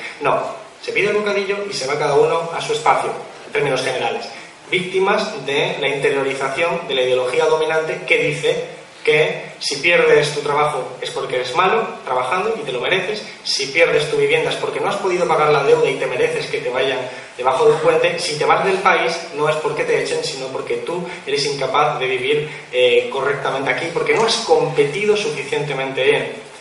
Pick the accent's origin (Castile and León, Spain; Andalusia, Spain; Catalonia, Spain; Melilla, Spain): Andalusia, Spain; Málaga; Yo vengo de Málaga, 40% de paro en términos generales